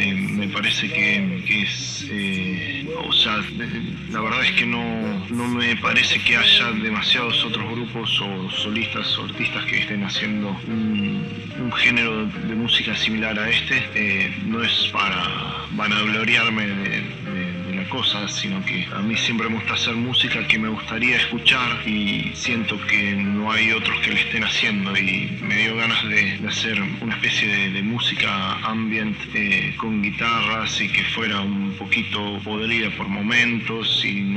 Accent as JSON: {"language": "Spanish", "country": "Argentina", "tie": "born there", "also_born_or_lived": "Canada", "said": "yo soy nacido en Argentina, pero sigo teniendo una parte de mí en Canadá."}